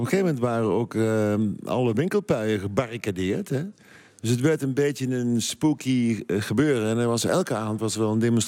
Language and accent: Dutch; Nijmegen, Gelderland, Netherlands; ik kom uit Heesveld. Dat is eigenlijk zeg maar de nieuwbouwbuurt uit de jaren 50 van Hees.